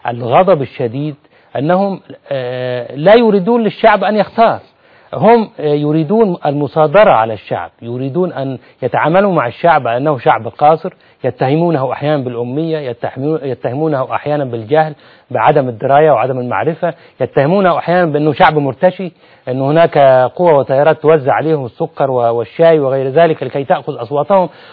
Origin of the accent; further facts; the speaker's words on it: Egypt; يعني هذه قضية غير مطروحة أصلا عندنا في مصر